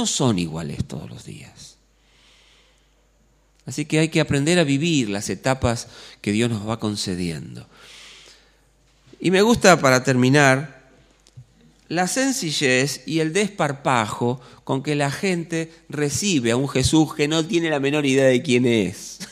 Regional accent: Buenos Aires, Argentina; Soy un argentino que además vive en Buenos Aires, todo esto que me da identidad, pertenencia.

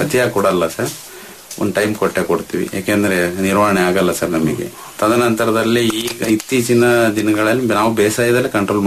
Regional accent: Karnataka, India; ನಮ್ಮಲ್ಲಿ ನಮ್ಮ ಕರೂರು ತಾಲೂಕು ನಮ್ಮ ಗ್ರಾಮದಲ್ಲಿ ಏನಾಗಿದೆ ಸರ್ ಅಂದ್ರೆ, ನಾವು 150 ಅಡಿ ಬೋರ್ವೆಲ್ ಹಾಕ್ಸ್ತಿದ್ವು

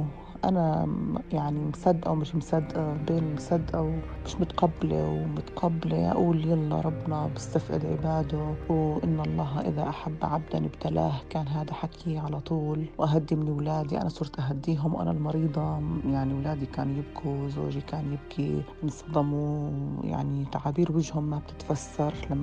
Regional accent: Jordan; من الأردن، عمري 54 سنة، متزوجة وربة بيت حالياً

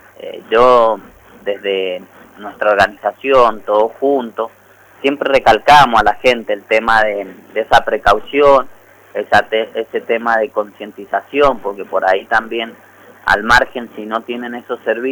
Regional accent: Las Heras, Mendoza, Argentina; como mendocinos y mendocinas, y bueno, lacerinos en este caso y lacerinas

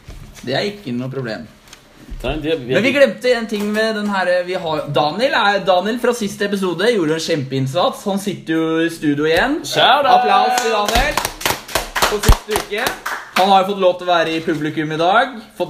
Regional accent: Fetsund, Akershus, Norway; Ja, men jeg er fra Fetsund, så det er alltid mulig.

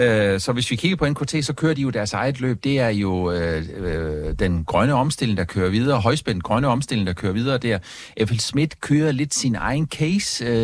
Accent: Region of Southern Denmark, Denmark; hvis man tager til Fyn, hvor jeg kommer fra

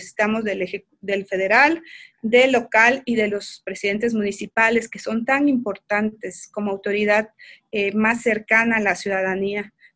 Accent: Oaxaca, Mexico; como ciudadanos, como oaxaqueños y como seres humanos estamos viviendo

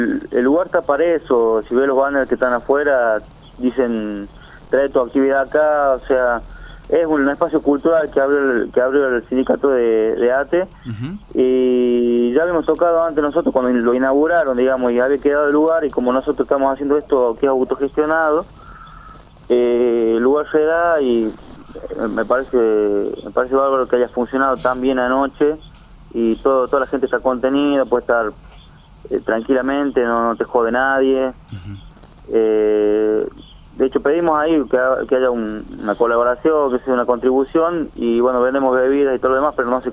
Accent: Chilecito, La Rioja, Argentina; nosotros, que somos de Chilecito.

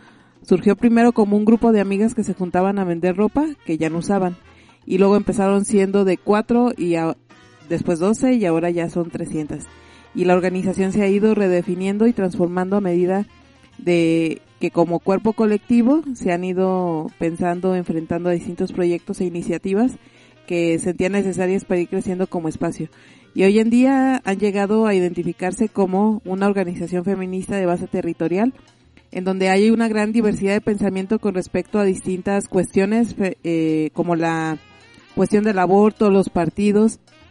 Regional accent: Chile; haciendo alusión sobre todo lo que soy chilena

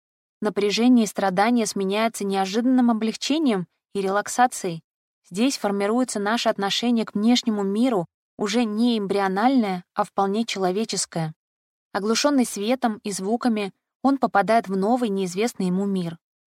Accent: Khabarovsk, Khabarovsk Krai, Russia; Я сама из Хабаровска

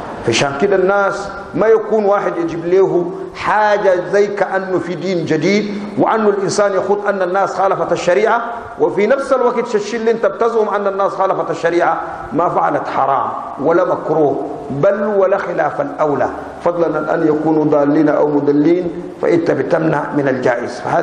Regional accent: Sudan; عندنا في السودان ما في حتة لقينا أن الرجال بيقعدوا مع النساء سوا

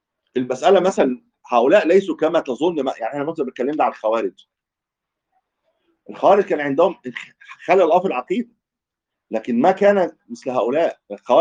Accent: Egypt; ودول ايضا كان لهم تواجد عندنا في مصر

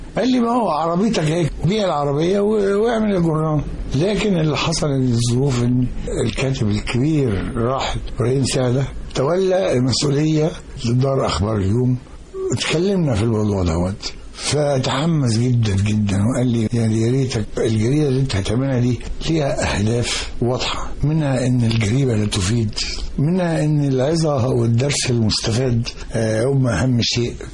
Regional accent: Mit Rahina, Giza Governorate, Egypt; من بلد غريبه قوي في مصر في التاريخ اسمها منف، في التاريخ الحديث اسمها ميت رهينه. دي على بعد كيلو متر تقريبا من بلدة سقارة، وهي بلدة شهيرة بالنخيل وليها تاريخ فرعوني قديم.

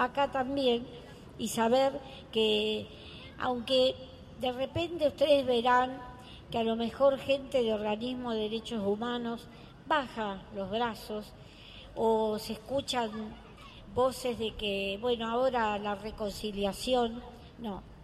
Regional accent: Mexico; ¿Cómo? Bueno, no puedo, no me acuerdo, tengo que leer. Yo soy mexicana.

